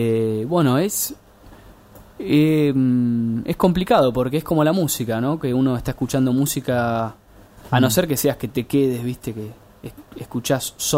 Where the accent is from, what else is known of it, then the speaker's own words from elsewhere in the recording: Bahía Blanca, Buenos Aires Province, Argentina; moved away as an adult; now in Buenos Aires, Argentina; Y me vine, bueno, yo soy de Bahía Blanca y me vine acá a Buenos Aires en el 2000.